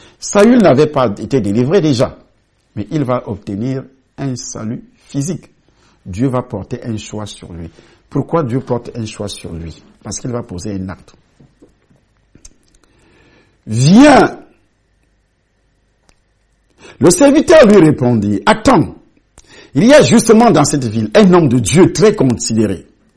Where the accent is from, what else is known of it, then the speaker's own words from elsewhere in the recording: Cameroon; first language Ewondo; French is a second language; moi, je suis Camerounais et ma langue, c'est le Hondo, le Béti.